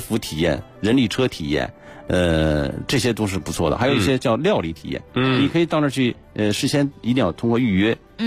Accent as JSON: {"language": "Chinese", "region": "Beijing", "country": "China"}